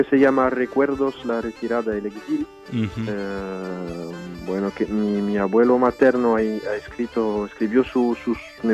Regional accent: France; hablar aquí a la gente de Francia de por qué soy francés finalmente.

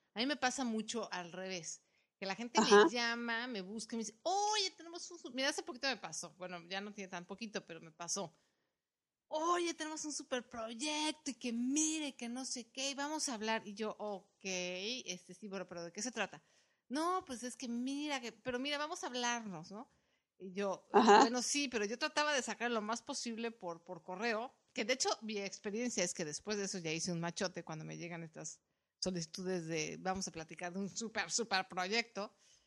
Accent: Mexico; por lo menos en mi país, en México

